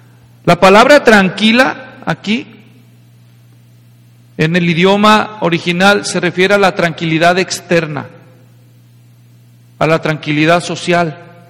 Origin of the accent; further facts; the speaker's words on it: Mexico; ¿Saben, hermanos? Yo soy mexicano.